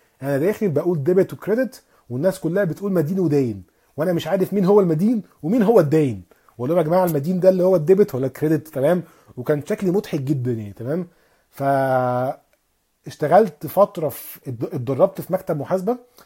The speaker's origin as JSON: {"language": "Arabic", "town": "Alexandria", "region": "Alexandria Governorate", "country": "Egypt", "said": "ان انا اصلا من اسكندريه."}